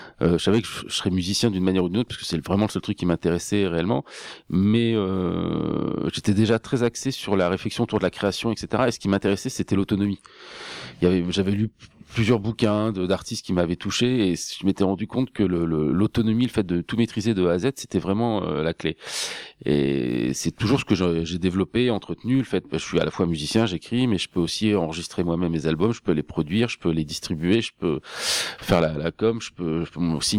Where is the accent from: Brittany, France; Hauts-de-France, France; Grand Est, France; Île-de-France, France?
Hauts-de-France, France; parce que je suis picard, mais je suis venu faire une partie de mes études à Metz et à Nancy